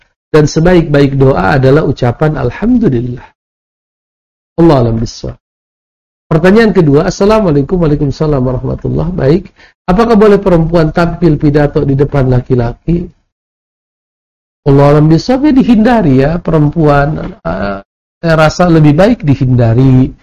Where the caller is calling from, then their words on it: Payakumbuh, West Sumatra, Indonesia; Saya dari Payakumbuh mau bertanya.